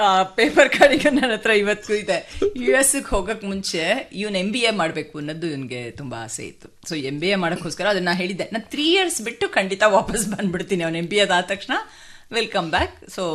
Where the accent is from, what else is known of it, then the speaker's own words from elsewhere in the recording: Bangalore, Karnataka, India; Heart of Bengaluru ಅಂತಲ್ಲ, ಗಾಂಧಿ ಬಜಾರ್ ಆ ಏರಿಯಲ್ಲಿ ಹುಟ್ಟಿ ಬೆಳೆದಿದ್ದು.